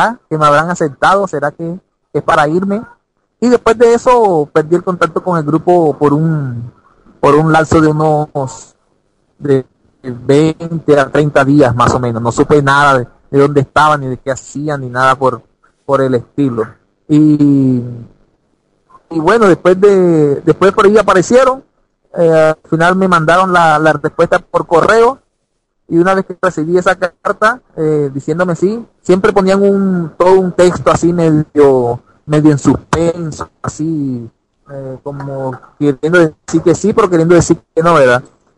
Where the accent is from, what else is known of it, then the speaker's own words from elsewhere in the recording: Caribbean Region, Colombia; un 12 de abril del año 97, llegué ahí a la ciudad de Bogotá, primera vez salía de mi tierra, ¿verdad? Así de una forma tan lejos, me fui del Caribe colombiano ahí a la nevera, ahí en Colombia, a la tierra de los cachacos.